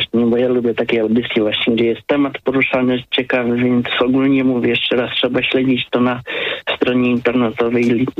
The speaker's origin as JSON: {"language": "Polish", "town": "Wrocław", "region": "Lower Silesian Voivodeship", "country": "Poland", "said": "pochodzę z Wrocławia jestem"}